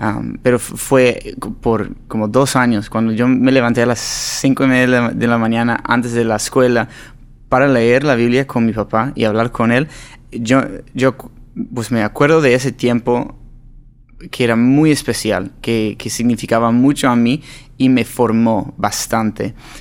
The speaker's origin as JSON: {"language": "Spanish", "town": "Los Angeles", "region": "California", "country": "United States", "second_language": "Spanish", "said": "Yo soy de Los Ángeles, California. Hijo de pastores. Ahora mi papá es director de un albergue y... Pues yo no crecí hablando español"}